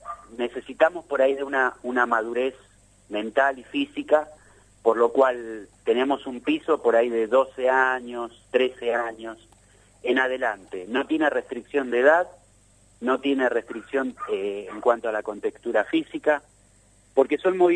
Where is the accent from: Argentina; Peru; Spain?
Argentina; Buenos Aires; Mira, vos sabes que yo vengo de Capital Federal.